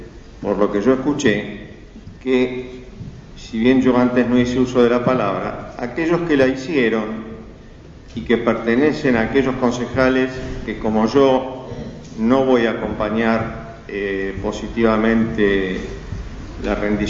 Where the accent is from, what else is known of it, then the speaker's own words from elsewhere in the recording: Moreno, Buenos Aires Province, Argentina; yo soy un vecino de Moreno, que tengo 62 años, viví siempre en el mismo lugar, sigo viviendo en la casita de los viejos. Mi viejo era un gallego laburante